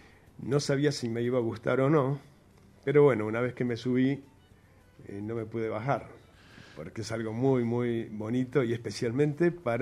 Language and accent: Spanish; Jujuy, Argentina; Soy jujeño, sí. Y nací ahí en esta provincia, en la Tacita de Plata.